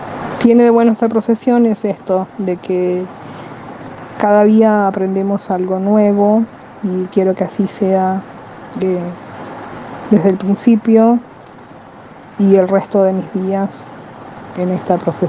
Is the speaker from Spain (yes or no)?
no; Paraguay; now in Buenos Aires, Argentina; Soy paraguaya, hace 22 años que vivo en Buenos Aires.